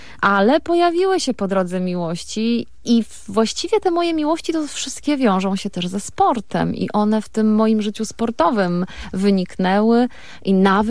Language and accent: Polish; Rabka, Lesser Poland, Poland; Tak, jesteśmy góralami. Mieszkamy na pograniczu Gorców. Czasami mówi się, że to jest zielone Podhale, więc to trochę tak. Mój obecny partner życiowy i moja miłość uświadomił mi, że jestem zagórzanką, tak jak Justyna Kowalczyk